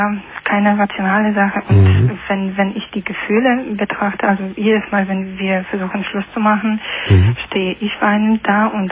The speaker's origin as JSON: {"language": "German", "country": "Poland", "second_language": "German", "said": "Aus Polen."}